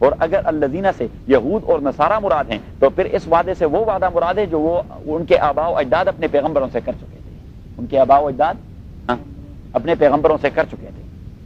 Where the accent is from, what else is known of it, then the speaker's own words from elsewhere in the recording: Lahor, Khyber Pakhtunkhwa, Pakistan; لاہور میرا علاقہ ہے, سوابی میرا ضلع ہے, صحیح ہے, این ڈبلیو ایف پی میرا صوبہ ہے, پٹھانوں کا اور پشتونوں کا.